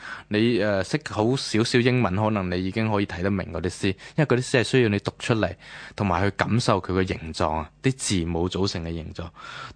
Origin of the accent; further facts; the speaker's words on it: Guangdong, China; 天光系我哋广东人嘅。